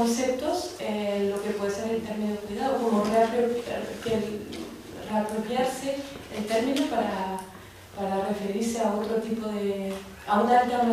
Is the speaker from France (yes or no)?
yes; France; Spanish is a second language; que yo soy francesa y en mi idioma no existe la palabra cuidados.